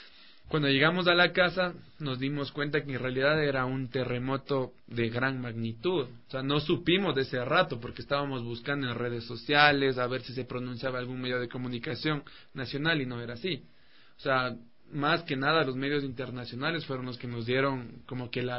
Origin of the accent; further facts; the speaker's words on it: Ecuador; No, y de hecho creo que en las circunstancias difíciles uno como ecuatoriano se une.